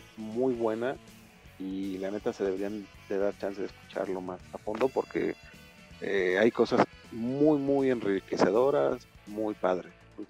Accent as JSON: {"language": "Spanish", "region": "Mexico City", "country": "Mexico", "said": "Y ahora uno como chilango, pues más, ¿no? Porque es aquí en tu casa y ver eso."}